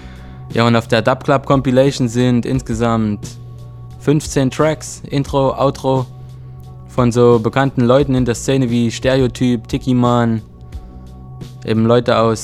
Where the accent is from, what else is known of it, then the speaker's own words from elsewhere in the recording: Freiberg, Saxony, Germany; Und die Reime kommen von … aus Freiberg in Sachsen, meine Heimatstadt.